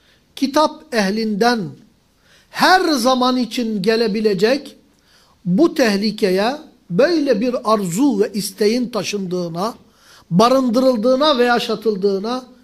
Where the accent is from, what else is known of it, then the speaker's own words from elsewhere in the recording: Mardin, Turkey; Ben Mardin'liyim. Mardin gibi bir yerde bile bizim büyüklerimiz bahsettiği kapanmıştı.